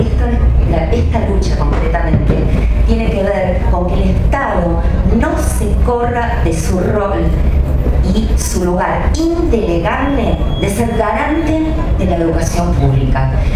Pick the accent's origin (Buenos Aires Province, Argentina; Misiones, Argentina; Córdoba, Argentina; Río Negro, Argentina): Río Negro, Argentina; San Carlos de Bariloche; Yo y mi compañera y yo somos de Río Negro, más concretamente de San Carlos de Bariloche.